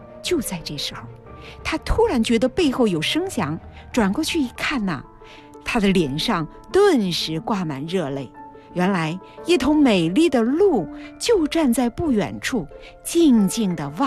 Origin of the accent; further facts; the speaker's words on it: Chongqing, China; 我原来说过我是重庆人，